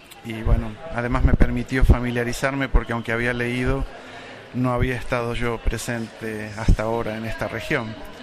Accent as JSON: {"language": "Spanish", "country": "Argentina", "also_born_or_lived": "Mexico", "lives_now": "United Kingdom", "said": "Soy argentino de origen, vivo en Inglaterra, trabajo en la Universidad de Newcastle, soy sociólogo y, bueno, viví en México"}